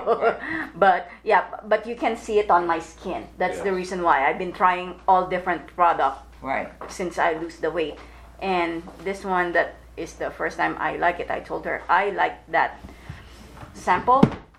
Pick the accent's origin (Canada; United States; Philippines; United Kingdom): Philippines; No. I'm Filipino.